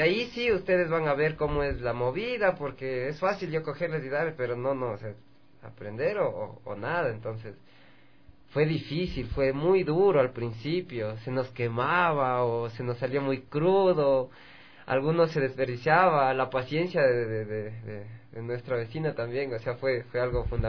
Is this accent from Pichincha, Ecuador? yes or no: yes; Quito, Pichincha, Ecuador; born there; Claro, o sea, yo nací aquí en Quito. Por parte de mi papá, mi familia es lojana.